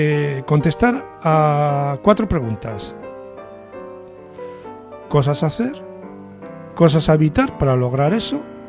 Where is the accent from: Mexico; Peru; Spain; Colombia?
Spain; Catalonia; muchos amigos míos, tanto catalanes como españoles, o que se sienten las dos cosas, como yo, y que no caemos en la trampa de tener que sentirnos nada más una de esas dos cosas